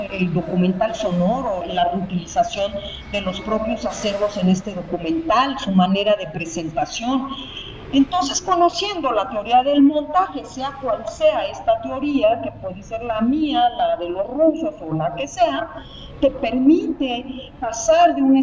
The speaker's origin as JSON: {"language": "Spanish", "country": "Mexico", "said": "en mi país. Así que desde entonces, pues he venido trabajando en la radio pública mexicana"}